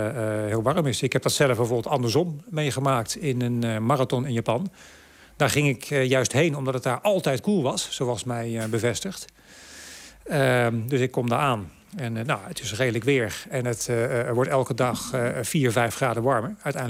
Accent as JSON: {"language": "Dutch", "town": "Nijmegen", "region": "Gelderland", "country": "Netherlands", "tie": "born there", "said": "Ja, geboren in Nijmegen. Nooit gewoond overigens, maar..."}